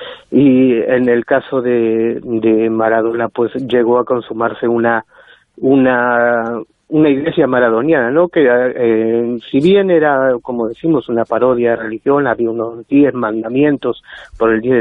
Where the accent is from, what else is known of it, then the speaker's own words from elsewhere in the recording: Argentina; soy un argentino atípico, no soy un gran futbolero